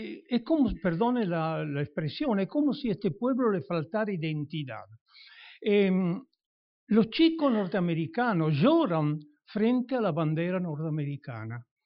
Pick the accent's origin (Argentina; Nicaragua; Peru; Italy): Italy; Yo soy italiano, pero como vivo en este país, vengo a esta conferencia justamente para tratar de entender este pueblo